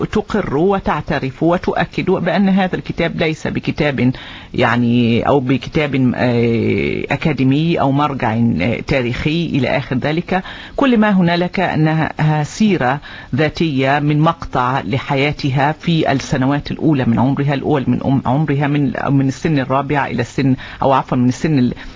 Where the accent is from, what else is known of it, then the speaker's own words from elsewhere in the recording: Oman; بالنسبة لأجيالنا بصفة خاصة كعمانيين، لأننا لم نرى أو لم نعيش زنجبار ما قبل الانقلاب.